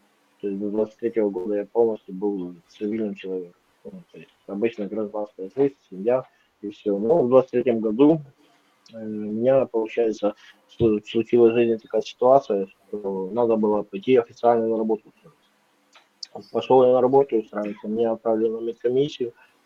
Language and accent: Russian; Ukraine; also born or lived in Khabarovsk, Russia; Я сам родом из Украины, но маленькая ремарочка. Я родился в России, в Хабаровске, в городе. То есть отец служил при Советском Союзе. И там познакомился со своей матерью. То есть у меня отец украинец, а мать русская.